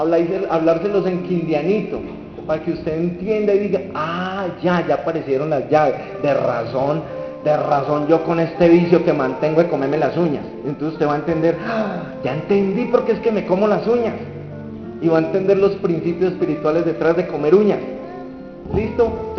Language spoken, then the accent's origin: Spanish; Buga, Valle del Cauca, Colombia; born there; 39 años, mi vida antes, ¿cómo era? Yo nací en Bugavalle, en una familia disfuncional como muchas de Colombia